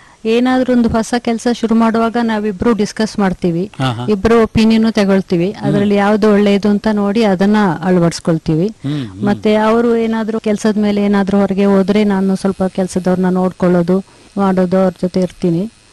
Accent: Napoklu, Karnataka, India; ನಾನು ನಾಪೋಕ್ಲಿಂದ ಬಂದವಳು. ಬಾಲ್ಯದಲ್ಲಿ ನಮ್ಮ ತಂದೆ ತಾಯಿ ನಮ್ಮ ಅಜ್ಜ ಅಜ್ಜಿಯವರೆಲ್ಲ ಕೃಷಿಕರೇ.

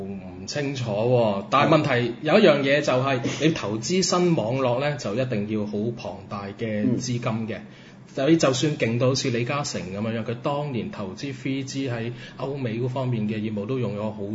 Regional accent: Macau; 作為澳門人嘅價值觀都唔會介意佢啲工程啊，

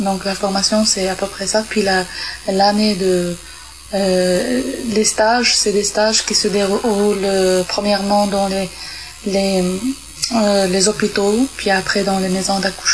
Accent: Morocco; chez nous, au Maroc, c'est médical

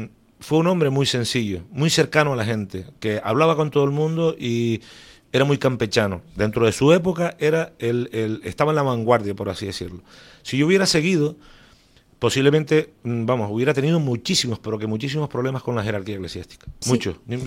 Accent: Canary Islands, Spain; Yo reconozco que soy un velerito canario.

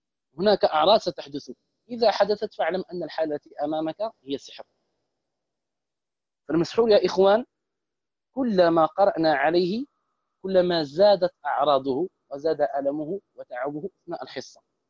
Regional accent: Morocco; احتفالات هنا عندنا في المغرب

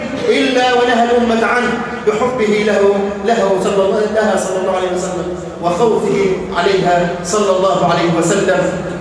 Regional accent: Egypt; اللهم اجعل بلدنا مصر أمنا أمانا سخاء رخاء

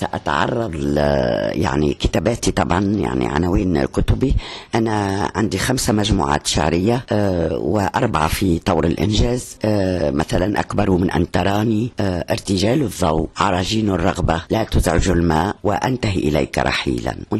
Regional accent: Tunisia; ونقول أنا امرأة تونسية

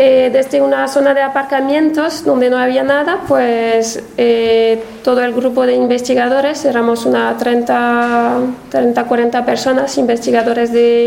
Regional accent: France; para alguien de fuera como yo vengo de Francia, era un poco sorprendente que una empresa tan grande y multinacional pues no tenga ninguna representación sindical

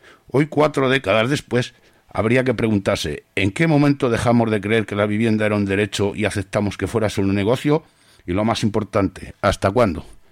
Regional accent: Madrid, Community of Madrid, Spain; Soy de Madrid, hace ya unos cuantos años, muy jovencito

